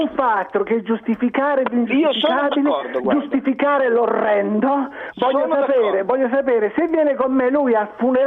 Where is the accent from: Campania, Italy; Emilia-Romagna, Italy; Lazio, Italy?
Campania, Italy; Naples; sono un napoletano, vergogna, mi posso napoletano